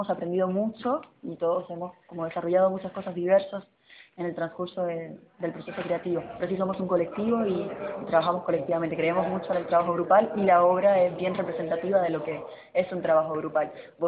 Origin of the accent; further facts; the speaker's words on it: Puerto Rico; now in Argentina; Yo soy de Puerto Rico y en el colectivo hay gente de distintas partes.